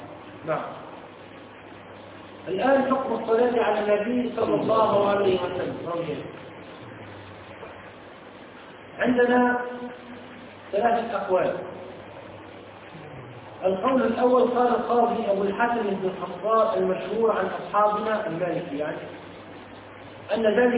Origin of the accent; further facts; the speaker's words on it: Tunisia; يقول من عندنا في تونس